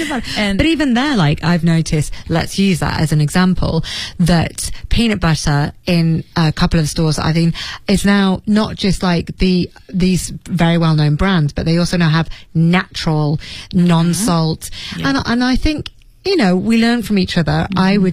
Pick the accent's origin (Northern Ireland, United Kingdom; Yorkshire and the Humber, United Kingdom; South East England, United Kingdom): Yorkshire and the Humber, United Kingdom; Leeds; If you went to my hometown, Leeds, and you looked for a particular Chinese dish